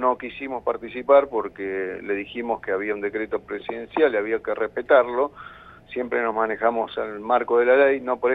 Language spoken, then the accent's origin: Spanish; La Plata, Buenos Aires Province, Argentina; Así que para lo que somos de La Plata son aproximadamente unas 70 cuadras.